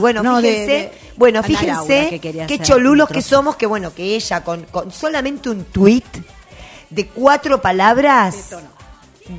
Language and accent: Spanish; Argentina; Ustedes fíjense cómo somos los argentinos